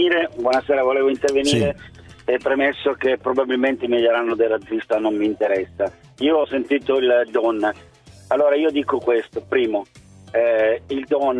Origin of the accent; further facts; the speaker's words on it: Turin, Piedmont, Italy; Qui in Torino, io sono di Torino, la città è un disastro